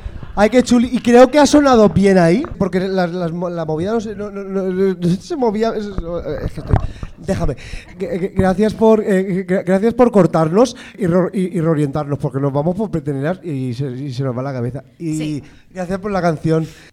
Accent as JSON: {"language": "Spanish", "town": "Benissa", "region": "Valencian Community", "country": "Spain", "said": "Porque soy de Benissa."}